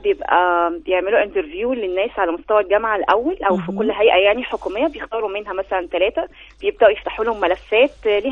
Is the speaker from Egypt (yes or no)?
yes; Egypt; فإحنا قلنا طيب ليه إحنا بس نستفيد منه كمصريين